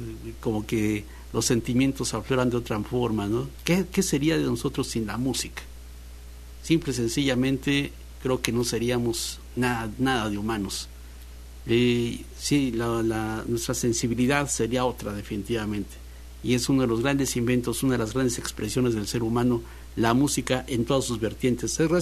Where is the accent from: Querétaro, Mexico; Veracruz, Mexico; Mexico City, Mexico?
Veracruz, Mexico; Si algo hay aquí en Veracruz, es que somos rumberos, jarochos y trovadores de veras.